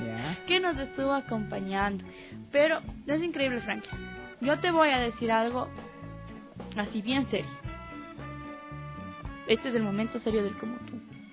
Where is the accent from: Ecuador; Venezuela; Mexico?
Ecuador; Quito, Pichincha; Yo creo que celebramos a Quito por lo que somos ahora los quiteños.